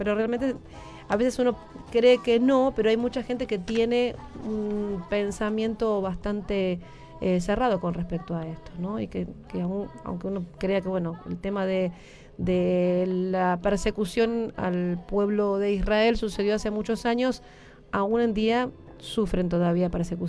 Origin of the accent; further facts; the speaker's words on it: Argentina; como argentinas tenemos